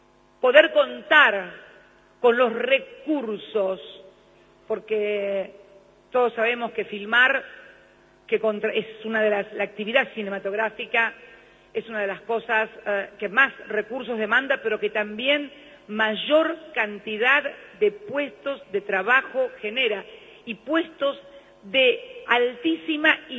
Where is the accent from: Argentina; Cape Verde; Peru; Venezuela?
Argentina; como argentina, que como ex legisladora, fui legisladora durante muchos años